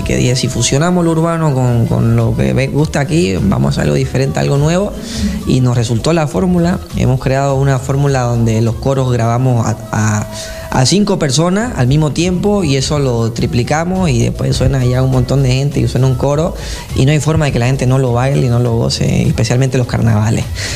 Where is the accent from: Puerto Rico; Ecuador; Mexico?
Puerto Rico; also born or lived in Bolivia; yo me crié en Puerto Rico, soy boliviano, pero viví en Puerto Rico más de 10 años de mi vida. Ahí estudié ingeniería de sonido en la universidad